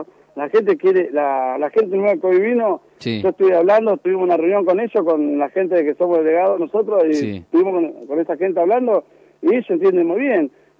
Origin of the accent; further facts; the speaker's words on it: Moreno, Buenos Aires Province, Argentina; Yo me crié en Moreno, viví en la estación de Moreno